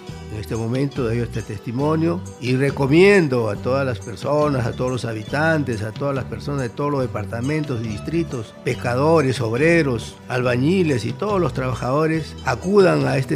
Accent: Lima, Peru; Yo vengo del distrito de Comas.

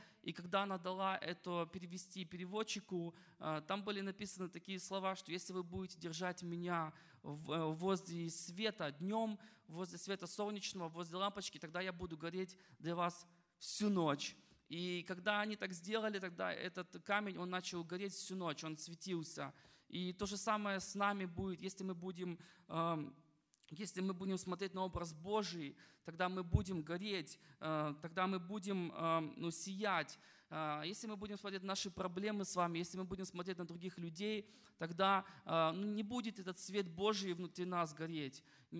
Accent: Sacramento, California, United States; я из Сакраменто, вот, из Калифорнии, уже несколько недель на Украине, вы знаете.

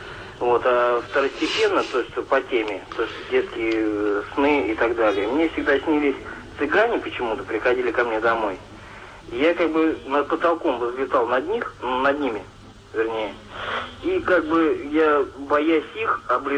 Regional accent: Moscow, Russia; born there; Я русский человек, родился в Москве

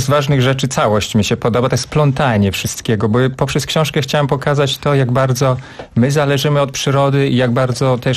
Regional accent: Podlaskie Voivodeship, Poland; główna rzecz dzieje się na Podlasiu, skąd pochodzę i przypomina to wieś moich dziadków, która dla mnie była rajem dzieciństwa

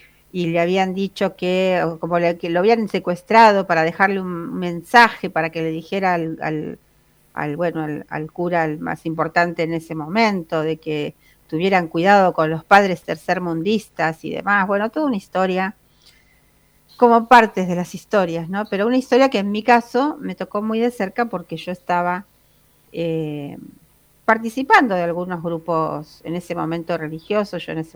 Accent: Buenos Aires, Argentina; yo soy del barrio de Coghlan, y esto sucedió aquí muy cerca

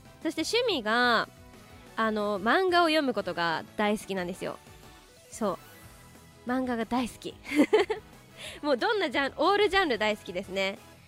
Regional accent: Tochigi, Japan; also born or lived in Kanagawa; 22歳でございます。そしてですね、出身地が、生まれは神奈川なんですけど育ちが栃木で、高校1年生まで栃木に住んでてっていう感じなんですけど、まあ約10年大事な時期を栃木で過ごしましたので、栃木県出身ということにさせていただいてます。

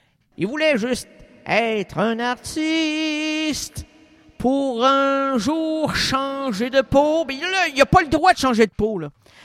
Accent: Quebec, Canada; je suis un Québécois, et je suis peiné de voir que le Québec te ferme.

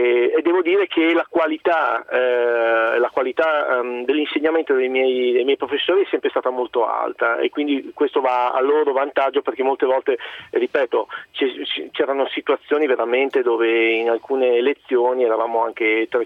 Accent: Friuli-Venezia Giulia, Italy; io sono friulano, ho studiato a Trieste

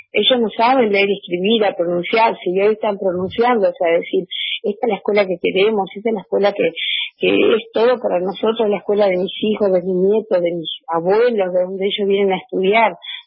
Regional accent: San Antonio Este, Río Negro, Argentina; Yo vengo de San Antonio Este, de la zona atlántica, del lado de Viedma

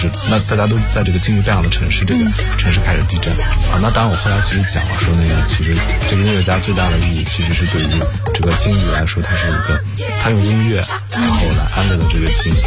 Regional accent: northern China, China; 其实我是北方人，从北方长大，所以我其实不太懂那个铺盖是什么意思。

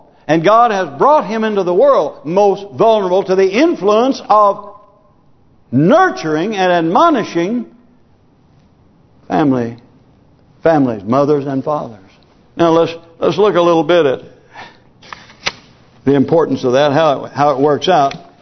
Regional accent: United States; You know, I'm glad that I grew up in America where I saw the fruit of godly living.

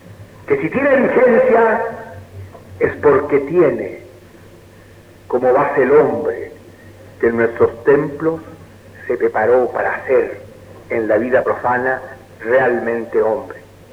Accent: Chile; me honro como masón y como chileno

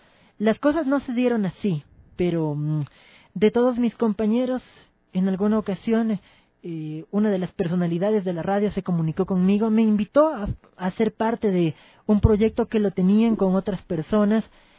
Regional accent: Ecuador; also born or lived in Spain; Nací en España, viví allí mis primeros 4 años de vida. Posteriormente viajé, me radiqué aquí en Ecuador, en compañía de mi madre, mi hermana. Toda mi familia estaba aquí.

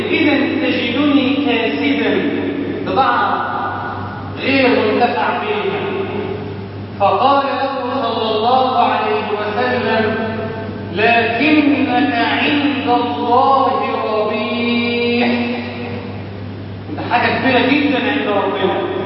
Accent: Egypt; اللهم اجعل بلدنا مصر امنا اماما، سخاء رخاء

